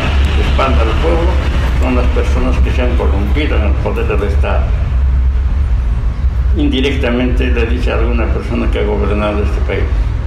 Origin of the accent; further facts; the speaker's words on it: Bolivia; las Fuerzas Armadas juegan un papel en mi país, en Bolivia